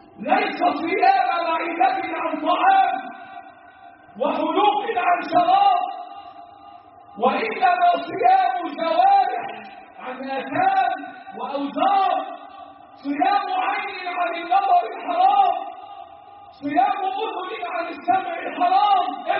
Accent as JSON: {"language": "Arabic", "country": "Egypt", "said": "اللهم احفظ بلدنا مصر"}